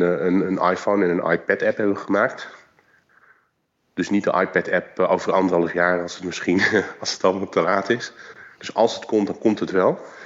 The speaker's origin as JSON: {"language": "Dutch", "country": "South Korea", "said": "Ja, ik kom natuurlijk uit Korea."}